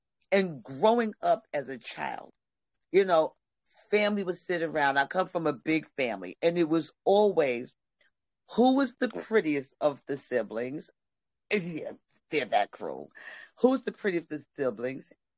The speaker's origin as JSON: {"language": "English", "country": "Nigeria", "said": "I'm in a Nigerian"}